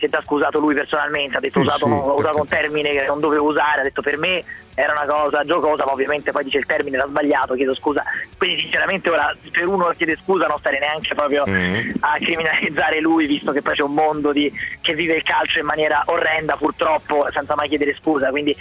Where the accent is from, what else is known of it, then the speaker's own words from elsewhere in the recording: Rome, Lazio, Italy; io sono di Roma